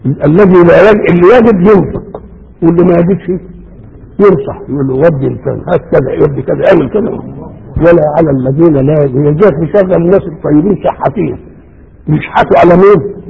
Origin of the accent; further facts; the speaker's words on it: Beheira, Egypt; يبقى لو قدرت عندنا في البحيرة بقى انت لا ترحم